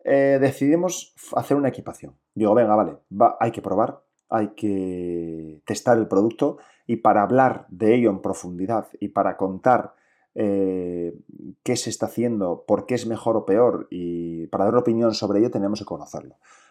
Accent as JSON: {"language": "Spanish", "region": "Asturias", "country": "Spain", "said": "inglés lo hablo muy mal, lo hablo como, no sé, o sea, regulinchi. Español, bien. Y catalán me defiendo, aunque soy asturiano, y portugués voy ahí."}